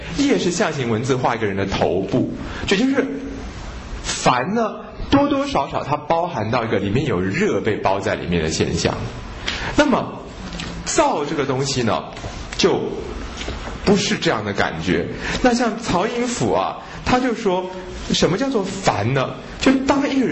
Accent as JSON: {"language": "Chinese", "country": "Japan", "second_language": "Chinese", "said": "其实我们日本人有一个辩证法"}